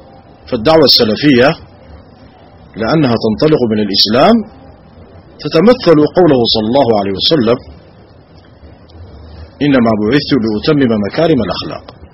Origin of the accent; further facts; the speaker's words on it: Sudan; نعاني في بلادنا السودان ها هنا